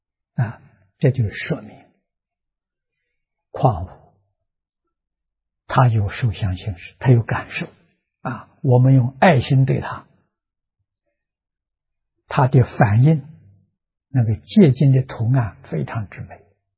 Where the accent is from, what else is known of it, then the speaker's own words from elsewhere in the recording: China; 32亿乘10万，我们中国人算法是 320兆，这一坛指320兆。